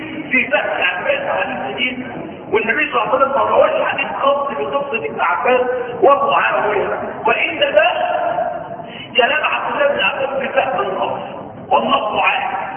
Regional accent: Egypt; وما ظهرش عندنا في مصر، اهل مصر المفروض يتبع ماذا؟

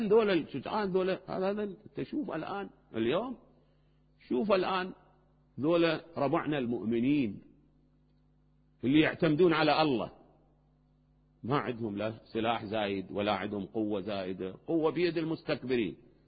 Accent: Najaf, Najaf Governorate, Iraq; بينما باب الولاية عندنا بالنجف إجا ما أدري وزير

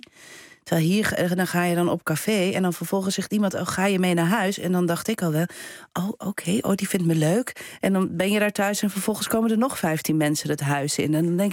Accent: Belgium; now in Netherlands; ik kwam dan uit België

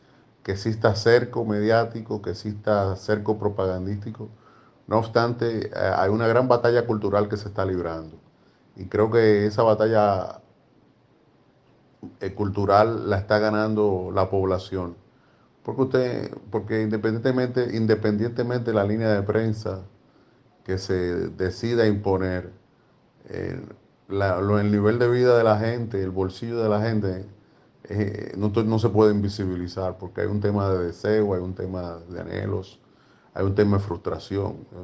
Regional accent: Dominican Republic; al menos en mi país, en República Dominicana

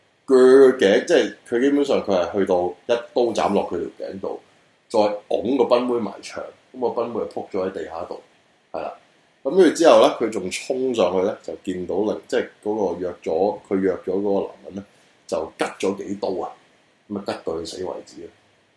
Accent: Hong Kong; 即係幫幫我哋香港人

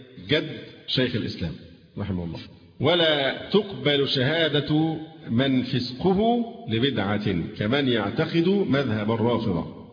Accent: Egypt; فالهجرة دلوقتي صعب عندنا في مصر، الهجرة لأي بلد تانية صعبة

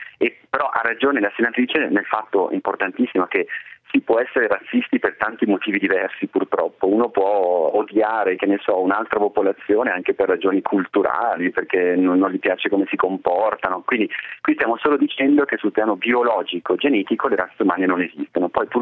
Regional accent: Bergamo, Lombardy, Italy; io sono bergamasco, quindi io ho la diversità anche del dialetto mio, che è quasi totalmente incomprensibile rispetto al resto del pianeta

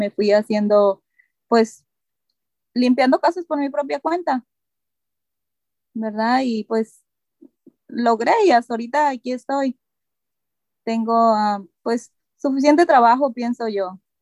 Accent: Nayarit, Mexico; La comida favorita de donde yo soy del estado de Nayarit, y pues comemos mucho camarón y pescado.

